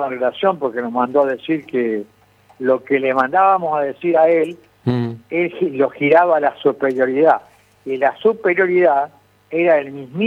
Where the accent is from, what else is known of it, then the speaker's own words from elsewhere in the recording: Santa Fe, Argentina; yo soy santafesino, de ley, como dice la canción